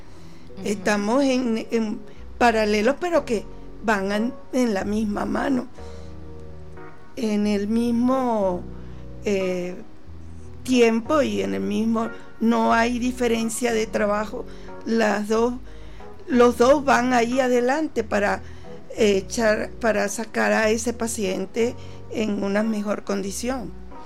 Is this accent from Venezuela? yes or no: yes; Venezuela; Como artista venezolano, siempre hay un símbolo, ok, que me identifica como artista venezolana y por el amor a mi país.